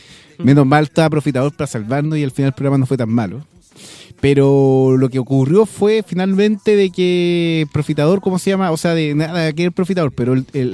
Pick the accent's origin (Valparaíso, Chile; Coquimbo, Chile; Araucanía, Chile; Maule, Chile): Maule, Chile; Talca; No somos de izquierda, somos de derecha, pues somos de Talca.